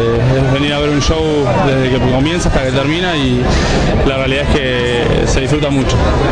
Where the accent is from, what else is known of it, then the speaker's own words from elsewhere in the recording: Buenos Aires, Argentina; soy del barrio del Abasto, actualmente viviendo en Floresta.